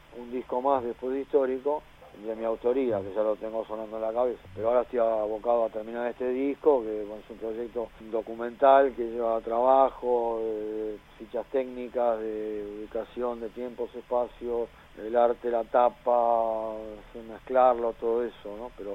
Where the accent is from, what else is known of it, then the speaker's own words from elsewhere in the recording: Argentina; also born or lived in Spain; Ahora, no esperes eso siendo argentino en España. Es más, perdón, siendo sudaca. Ahí no soy argentino, ahí soy sudaca.